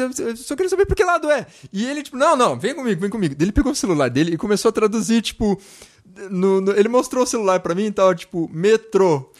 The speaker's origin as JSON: {"language": "Portuguese", "country": "Brazil", "said": "Ah, a gente é do Brasil."}